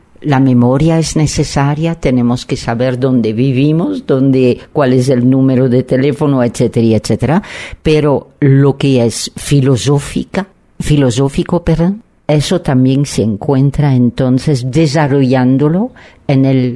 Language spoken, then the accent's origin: Spanish; Belgium; Spanish is a second language; somos de Bélgica, pero en realidad somos del mundo, pero en particular hemos elegido México